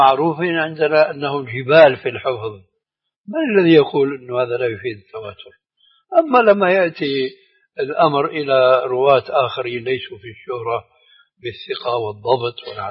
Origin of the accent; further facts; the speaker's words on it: Syria; كما يقال عندنا في سوريا